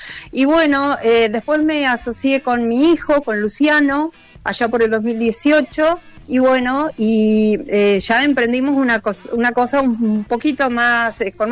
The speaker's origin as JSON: {"language": "Spanish", "town": "General Alvear", "region": "Buenos Aires Province", "country": "Argentina", "tie": "born or raised there", "said": "yo trabajaba en General Alvear, que es mi ciudad natal, y que está pegada a Saladillo."}